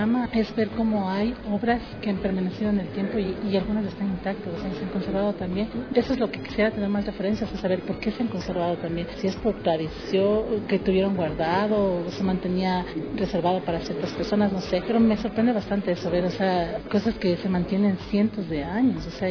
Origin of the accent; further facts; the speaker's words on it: Ecuador; tenemos como esencia de nosotros como ecuatorianos, de donde nace nuestra identidad, lo que somos nosotros como un pueblo ecuatoriano